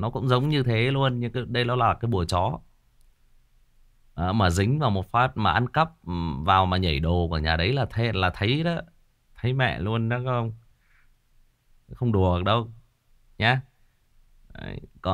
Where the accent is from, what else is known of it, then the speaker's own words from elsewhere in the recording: Northwest, Vietnam; bố mẹ tôi thì là người Kinh, thế nhưng mà tôi sinh ra lớn lên thì là ở miền Sơn Cước, mà cái thời gian tôi ở trong bản với người đồng bào thì cũng rất là dài, trong bản sâu luôn.